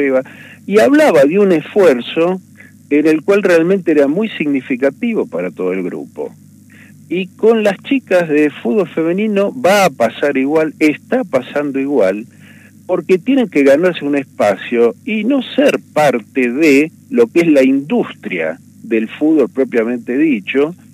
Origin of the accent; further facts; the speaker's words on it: Buenos Aires, Argentina; Yo provengo de la ciudad de Buenos Aires y además soy profesor terciario universitario.